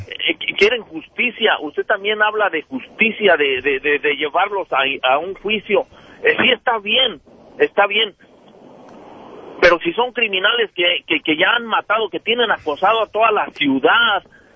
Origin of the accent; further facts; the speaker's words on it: Mexico; Y yo soy mexicano y he ido para allá a México hace reciente.